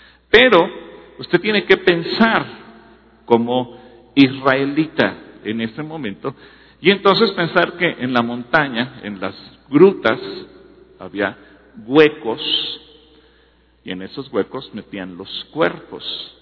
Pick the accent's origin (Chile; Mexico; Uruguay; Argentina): Mexico; Usted y yo, como buenos mexicanos y con una mentalidad occidental